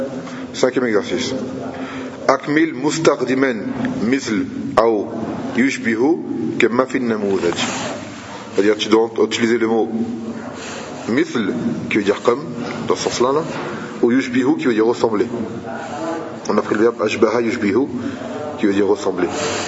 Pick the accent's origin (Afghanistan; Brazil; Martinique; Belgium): Martinique; moi je suis martiniquais